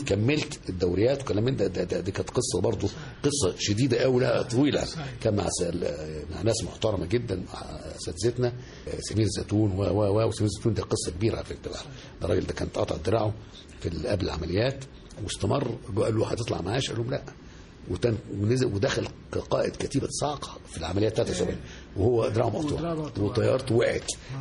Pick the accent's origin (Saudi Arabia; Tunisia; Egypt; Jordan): Egypt; الحمد لله كنت كل مكان بروحه ببقى انا مصري لازم ببقى كاني سفير لبلدي